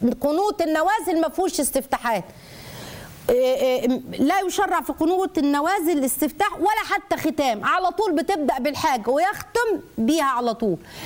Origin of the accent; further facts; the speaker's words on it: Egypt; إحنا مصري، إحنا هندعمه، إحنا كمصريين هندعمك